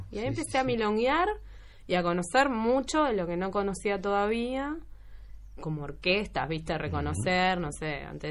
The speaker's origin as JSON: {"language": "Spanish", "town": "La Plata", "region": "Buenos Aires Province", "country": "Argentina", "accent": "porteño", "said": "De hecho, mis amigas dicen que yo no tengo acento platense, que yo no estaría sabiendo cuál es el acento platense, pero..."}